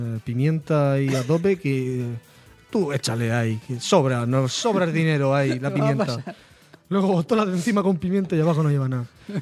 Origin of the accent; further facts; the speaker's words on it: Region of Murcia, Spain; que no se diga que somos Racanal los murcianos.